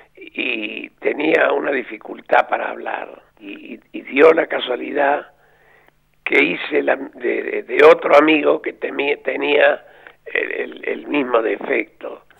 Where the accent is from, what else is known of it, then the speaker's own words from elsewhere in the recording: Córdoba, Argentina; o somos, yo me excluyo porque sería muy vanidoso decir somos, pero el cordobés es muy ingenioso para poner un apodo